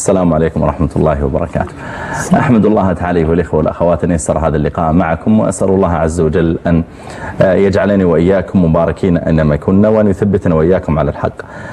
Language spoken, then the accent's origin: Arabic; Riyadh, Riyadh Province, Saudi Arabia; جامع عندنا في الرياض